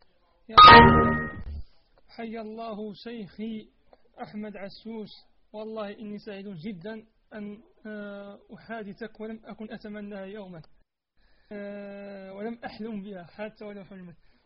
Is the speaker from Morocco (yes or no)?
yes; Morocco; وأنا طالبك من المغرب